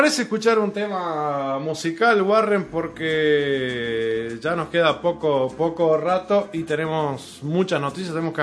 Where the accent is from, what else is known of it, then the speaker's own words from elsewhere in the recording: Uruguay; No sé, nos duele como uruguayos esta noticia.